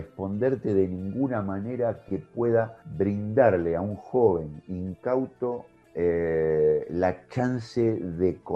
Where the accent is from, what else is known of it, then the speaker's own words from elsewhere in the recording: La Plata, Buenos Aires Province, Argentina; esto ocurrió en La Plata, en mi ciudad natal